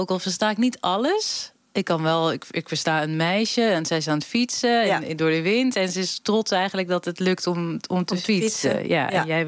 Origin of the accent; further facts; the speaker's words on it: Amsterdam, North Holland, Netherlands; ik kom dan natuurlijk uit Amsterdam, uit de Randstad natuurlijk.